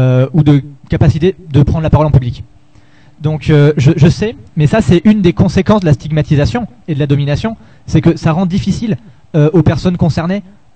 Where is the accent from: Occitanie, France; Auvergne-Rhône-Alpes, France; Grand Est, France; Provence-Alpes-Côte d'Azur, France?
Auvergne-Rhône-Alpes, France; Lyon; je suis de Lyon et que je rentre à Lyon, voilà.